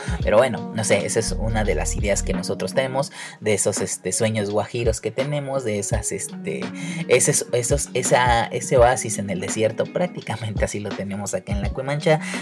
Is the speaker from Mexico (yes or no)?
yes; Mexico; como nosotros como mexicanos, se nos olvida bastante que brilló